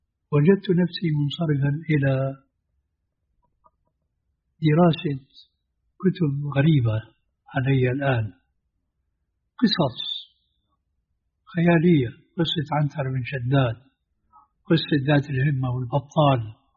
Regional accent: Damascus, Damascus Governorate, Syria; كما يقال عندنا في دمشق.

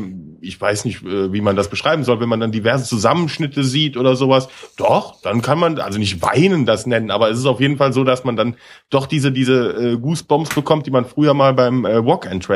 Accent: West Germany, Germany; Ich bin ja im Westen groß geworden, da ging's.

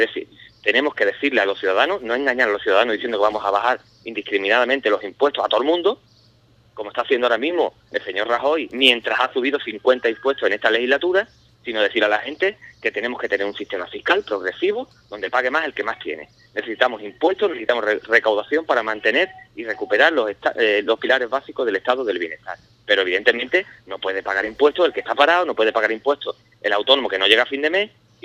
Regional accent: Medina Sidonia, Andalusia, Spain; Yo soy de Medina Sidonia, el campo de Jerez, el campo de gaditano, está abandonado

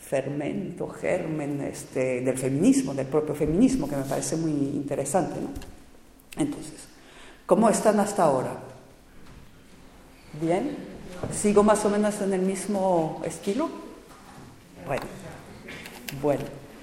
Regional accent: France; y además nuevamente como francesa, desgraciadamente siento una responsabilidad especial

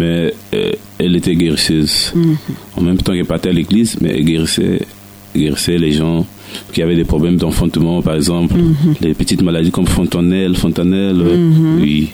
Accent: Brazzaville, Republic of the Congo; now in Côte d'Ivoire; Je suis congolais de Brazzaville.

